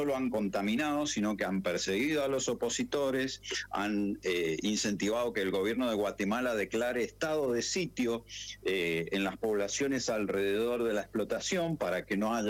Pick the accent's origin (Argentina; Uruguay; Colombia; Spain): Argentina; nosotros nacemos, vivimos y morimos como argentinos, ¿no?